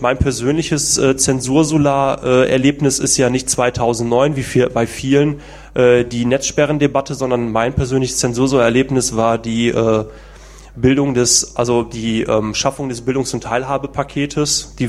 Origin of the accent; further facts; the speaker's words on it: Essen, North Rhine-Westphalia, Germany; also born or lived in Langenberg; Bin aufgewachsen in Essen